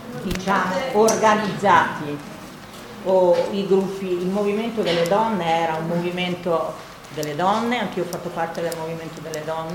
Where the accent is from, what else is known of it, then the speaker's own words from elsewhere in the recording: Vicenza, Veneto, Italy; non sono bolognese, sono una vicentina e appartengo a quella parte dell'autonomia operaia vicentina processata col 7 aprile